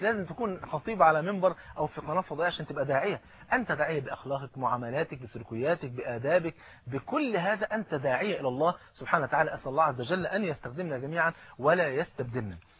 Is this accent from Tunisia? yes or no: no; Egypt; وزي ما بيقولوا المثل عندنا في مصر